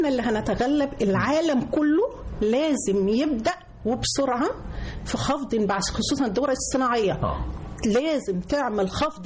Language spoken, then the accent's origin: Arabic; Egypt; عندنا في مصر الحمد لله رب العالمين عندنا مساحات كبيرة جدا